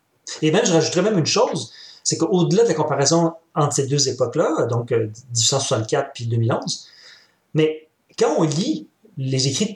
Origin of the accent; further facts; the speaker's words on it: Quebec, Canada; Oui, j'ai mon passeport canadien, mais tu sais, je suis pas un Canadien anglais, là, je suis un Québécois.